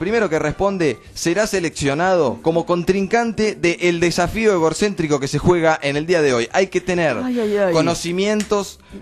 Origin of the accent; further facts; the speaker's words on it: Argentina; Como argentinos en este sentido, somos un poco de la improvisación y de la suerte